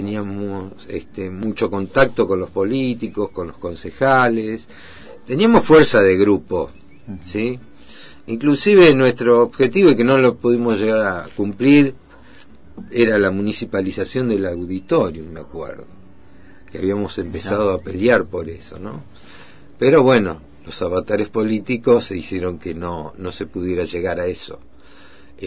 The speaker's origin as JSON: {"language": "Spanish", "town": "Bahía Blanca", "region": "Buenos Aires Province", "country": "Argentina", "moved": "as an adult", "lives_now": "Mar del Plata, Argentina", "said": "De Bahía Blanca, la capital del básquetbol."}